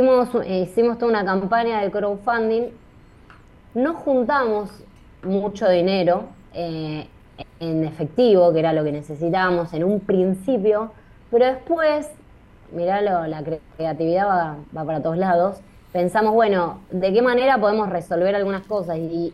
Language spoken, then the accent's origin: Spanish; Buenos Aires, Argentina; yo soy una vecina de Villa Urquiza, nacida y criada en Villa Urquiza